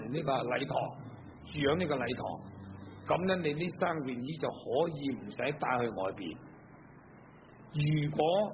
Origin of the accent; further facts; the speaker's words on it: China; 我哋中國人嘅衣服，因為我哋中國咧比較咧印度嚟講咧係凍咗好多。